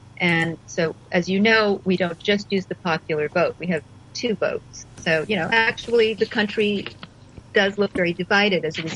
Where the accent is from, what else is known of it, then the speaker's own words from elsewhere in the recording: United States; But for me, as an American watching this, I wish that we had that level of, you know, sort of cooperative dialogue.